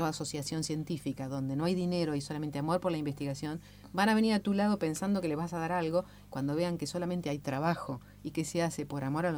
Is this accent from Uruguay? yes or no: yes; Uruguay; now in Argentina; Soy uruguaya